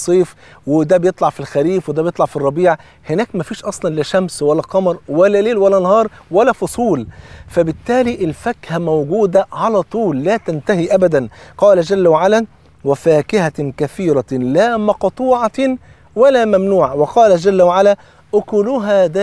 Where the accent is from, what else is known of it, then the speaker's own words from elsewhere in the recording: Egypt; وطبعا أنت عارفين الفول عندنا في مصر فرض عين